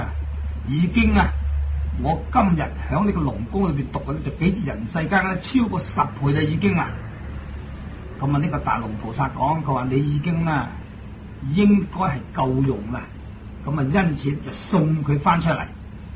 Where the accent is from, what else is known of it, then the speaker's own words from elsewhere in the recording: Guangdong, China; 不過我哋廣東人讀呢兩個字咧就係、是、比丘。